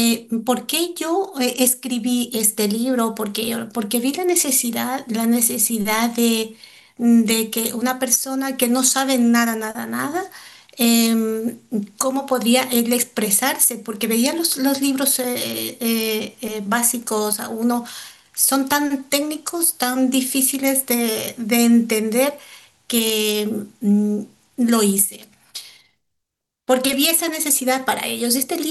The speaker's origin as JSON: {"language": "Spanish", "country": "Ecuador", "moved": "yes", "lives_now": "Spain", "said": "Soy ecuatoriana y vivo aquí en España 25 años, que es la le considero mi segunda patria."}